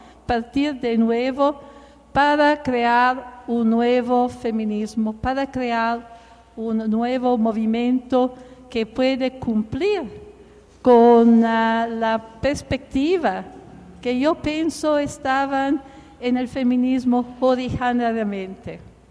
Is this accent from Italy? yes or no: yes; Italy; born there; Spanish is a second language; yo nací en Italia en el periodo, en los años después de la Segunda Guerra Mundial.